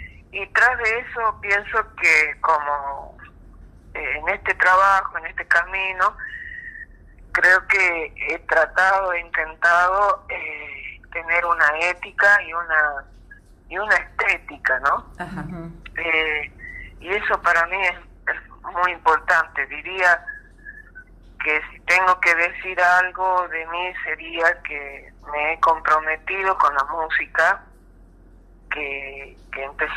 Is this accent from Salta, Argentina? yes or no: yes; Salta, Argentina; now in Buenos Aires, Argentina; Bueno, yo nací en Salta. He vivido la mitad de mi vida más o menos en Salta y la otra mitad ya me vine a vivir a Buenos Aires.